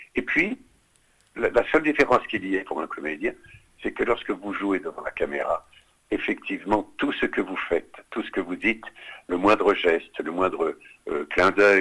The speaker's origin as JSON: {"language": "French", "region": "Grand Est", "country": "France", "said": "je suis de Lorraine, de Lorraine et d'Alsace."}